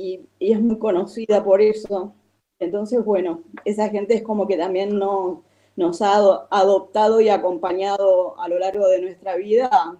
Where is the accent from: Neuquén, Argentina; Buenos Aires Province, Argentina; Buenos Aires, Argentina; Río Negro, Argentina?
Río Negro, Argentina; El Bolsón; Y regreso a Bolsón, que es de donde soy.